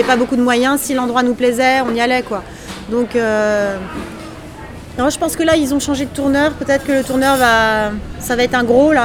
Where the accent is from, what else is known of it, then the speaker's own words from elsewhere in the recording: Paris, Île-de-France, France; born there; je suis née à Paris, j'aime être à Paris.